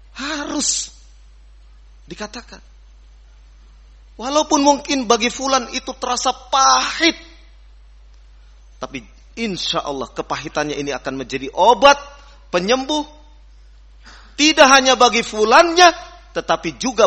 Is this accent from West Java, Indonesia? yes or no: yes; West Java, Indonesia; Saya orang Sunda tapi bisa menyebut F. Jangan kira orang Sunda tidak bisa mengucapkan F.